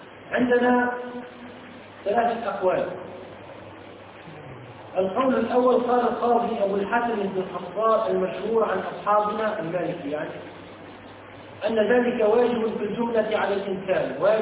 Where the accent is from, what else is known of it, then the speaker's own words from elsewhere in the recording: Tunisia; يقول من عندنا في تونس